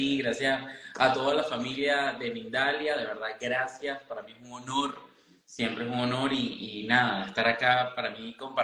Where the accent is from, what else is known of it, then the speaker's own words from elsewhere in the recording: Caracas, Capital District, Venezuela; soy un muchacho normal, nacido y crecido en Venezuela, en Caracas, Venezuela. Hijo de músicos